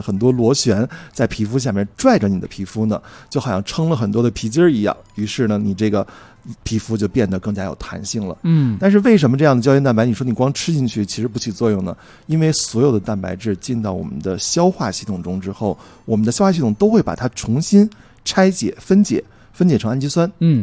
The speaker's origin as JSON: {"language": "Chinese", "country": "China", "said": "我们中国人说吃什么补什么"}